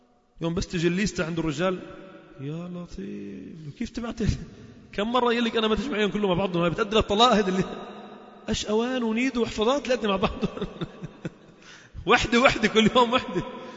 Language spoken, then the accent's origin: Arabic; Lebanon; هذه السنة مهجورة بقوة عندنا في لبنان، بالذات في لبنان